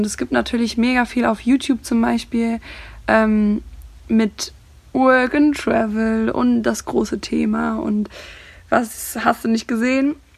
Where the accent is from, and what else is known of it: Cologne, North Rhine-Westphalia, Germany